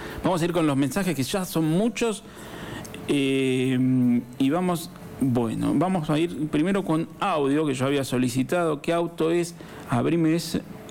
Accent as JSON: {"language": "Spanish", "region": "La Pampa", "country": "Argentina", "tie": "born there", "said": "vamos a ir para mi provincia, soy nacido en La Pampa"}